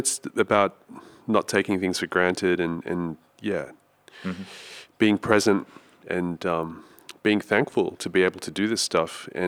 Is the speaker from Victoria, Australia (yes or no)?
no; Sydney, New South Wales, Australia; And I'm from Sydney originally